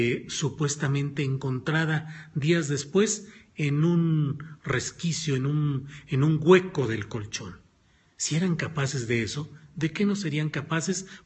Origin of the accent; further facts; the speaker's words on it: Mexico; a mí esas comparaciones realmente me dan pena como mexicano.